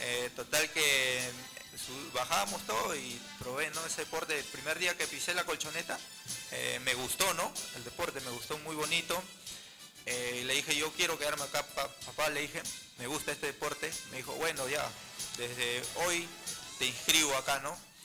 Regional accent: Callao, Peru; No, soy chalaco neto porque

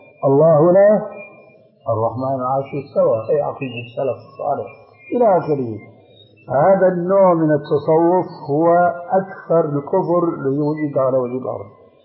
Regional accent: Syria; تلقفها بعض العامة عندنا في سوريا

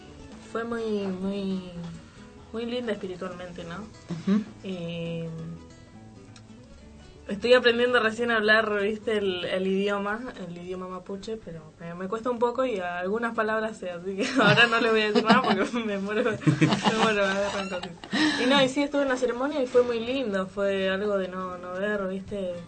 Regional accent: Madrid, Community of Madrid, Spain; Yo vengo de Madrid.

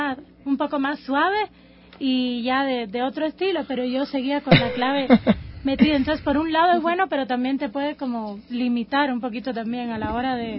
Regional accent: Cuba; moved away; Cuando yo vine de Cuba, me sorprendió mucho es la manía de quejarse que vi aquí

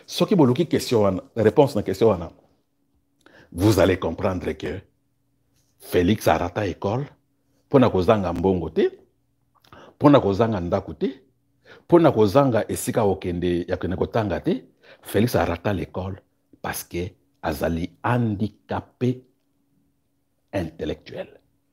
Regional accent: DR Congo; moi je suis congolais muyaka au niveau national je suis congolais au niveau sectoriel je suis muyaka

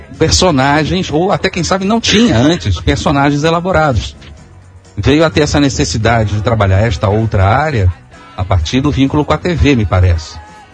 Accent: Rio de Janeiro, Brazil; eu sou do Rio de Janeiro, né? Então você trabalha mais em São Paulo

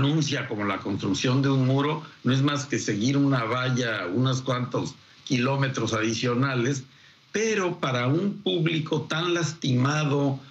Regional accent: Mexico; Y los culpables somos los mexicanos

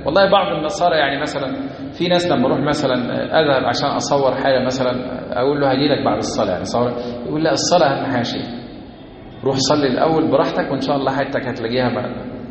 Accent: Egypt; ما احنا مصريين

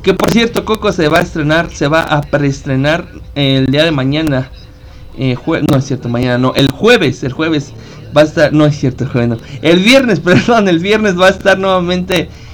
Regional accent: Mexico; todo este tipo de disfraces de catrinas, pues es lo que nos lleva a nosotros como mexicanos.

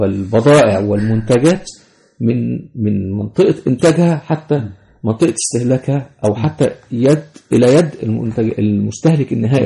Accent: Egypt; فالمثال مثلا عندنا في مصر هنا عربية المترو

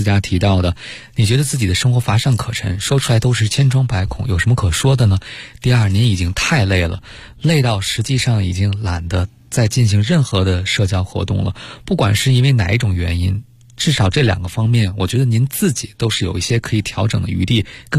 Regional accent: China; 房子确实可能对我们中国人来讲是很重要的

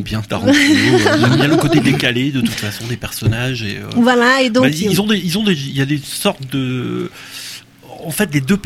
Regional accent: Quimper, Brittany, France; born there; je suis né à Quimper, ma mère est de Camaret, c'est une fille de Camaret

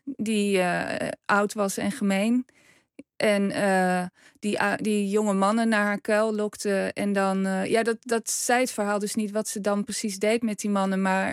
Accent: Overijssel, Netherlands; Ik kom zelf uit Twente

